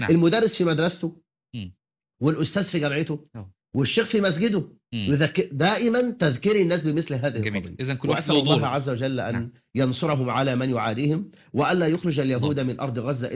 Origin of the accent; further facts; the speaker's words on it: Egypt; خاصة بلدنا مصر